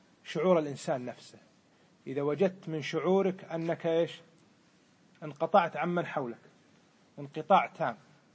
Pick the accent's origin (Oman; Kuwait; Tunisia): Kuwait; يسمونه عندنا بالكويت إيش؟ بدمغة،